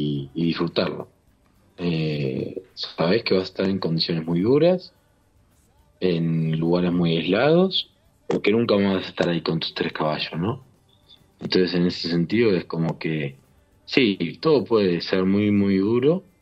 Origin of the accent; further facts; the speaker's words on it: Buenos Aires, Argentina; yo soy nacido y criado en la Capital Federal.